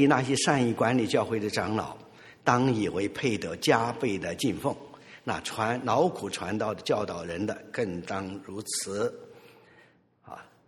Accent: China; 而我们中国人嘛，文化又是寒，又很含蓄啊

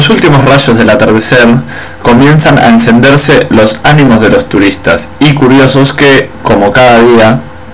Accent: Argentina; De Argentina.

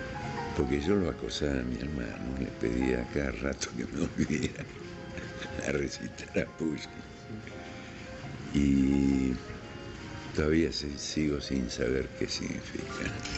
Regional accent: Argentina; born there; Yo pertenezco a una familia ucraniana, yo soy el único argentino. Y mi hermano mayor, ya ellos se emigraron a la Argentina, donde yo nací.

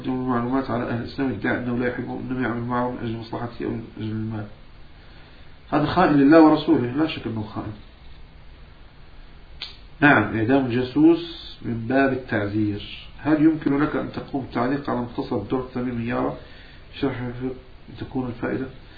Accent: Morocco; نعم أنا من المغرب، أنا مغربي وشامي وحجازي.

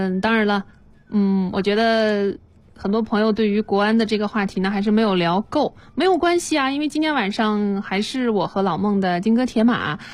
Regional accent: Nanjing, Jiangsu, China; 新的一线城市里边也多了我的家乡南京。

